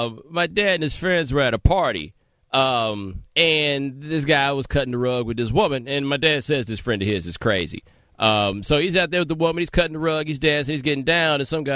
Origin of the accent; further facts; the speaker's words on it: Texas, United States; I grew up in Texas. I went to school in a town with 1,500 people.